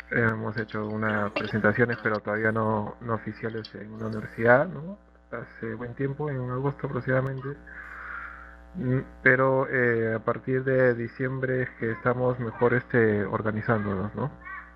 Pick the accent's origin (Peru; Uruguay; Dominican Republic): Peru; bueno, de Perú